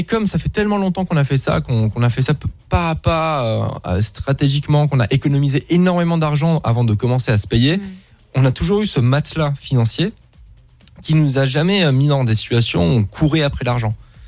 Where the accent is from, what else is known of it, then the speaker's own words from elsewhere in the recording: Luxembourg; je suis né au Luxembourg, j'ai grandi là-bas, j'ai fait le système luxembourgeois, c'est très germanique